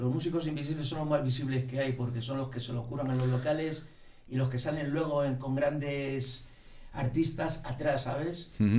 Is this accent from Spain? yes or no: yes; Spain; se sale un poco de lo que se está haciendo, por supuesto, en mi país, aquí. No tiene nada que ver con las bandas españolas, pero nada.